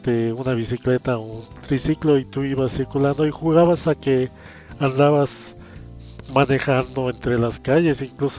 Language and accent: Spanish; Mexico; Pues como todo mexicano, todo niño mexicano de ese entonces, pues me acuerdo bien de las canciones más famosas